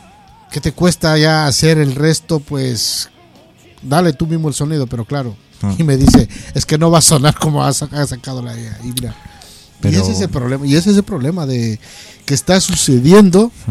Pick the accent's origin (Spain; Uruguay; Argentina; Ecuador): Ecuador; Loja; Te voy a hablar desde la ciudad de donde yo vengo, que es Loja.